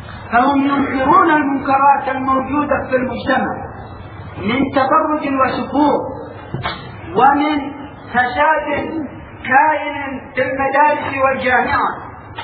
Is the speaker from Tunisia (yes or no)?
no; Yemen; انظروا دعوة الشيعة عندنا باليمن